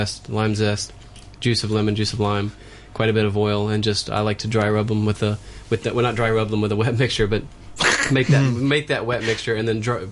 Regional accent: North Carolina, United States; Vinegar and chili flake only, but I'm from North Carolina.

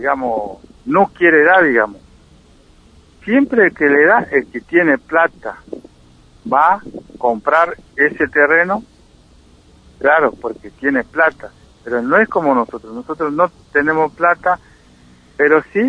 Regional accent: Chaco, Argentina; Mira, nosotros somos de acá de Penetrable Chaco, ¿no?

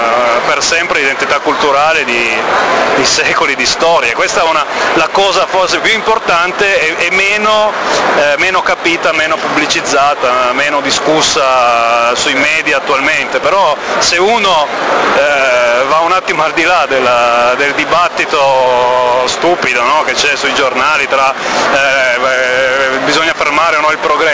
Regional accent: Piedmont, Italy; soprattutto per noi che veniamo dal Piemonte

